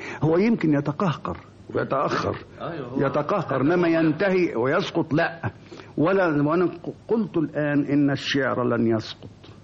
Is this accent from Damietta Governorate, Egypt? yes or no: yes; Damietta, Damietta Governorate, Egypt; قالوا منين البلد؟ أنا قلت دمياطي